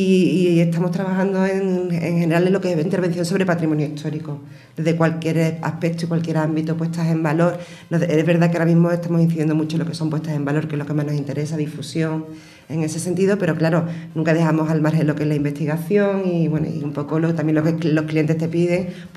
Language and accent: Spanish; Écija, Andalusia, Spain; dos de ellas somos de aquí de Écija. Yo, como digo, tengo mi sucursal aquí y funciona, y yo siempre trabajo aquí en Écija